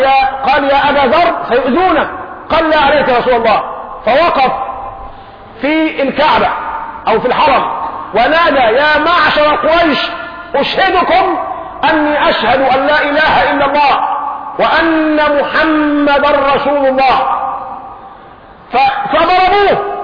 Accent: Egypt; لكن احنا كشعب مصري جعلنا الصرمة أكرمكم الله بيسموها البرطوشة القديمة

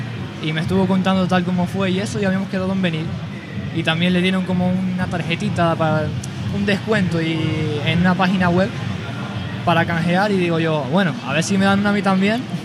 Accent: La Palma, Canary Islands, Spain; soy un chico de La Palma que viene un año con sus amigos y eso.

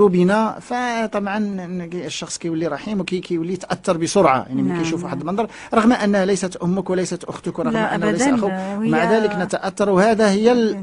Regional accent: Morocco; ما عندنا ما ناكلو في المغرب، عندنا في المغرب. المغرب بلد ما شاء الله.

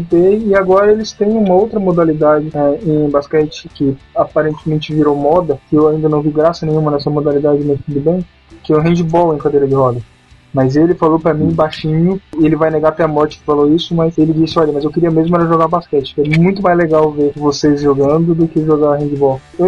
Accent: Criciúma, Santa Catarina, Brazil; eu encontrei um cara da mesma cidade que eu, de Criciúma.

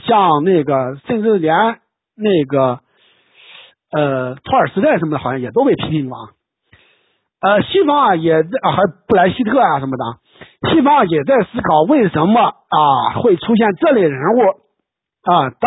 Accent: China; 也是我们中国人所要面对的这个重大的历史课题啊

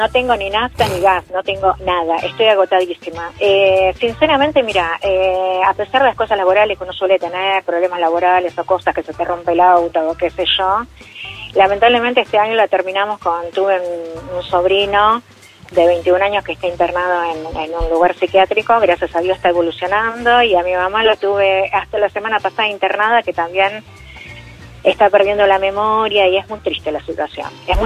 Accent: Lanús, Buenos Aires Province, Argentina; De Lanús.

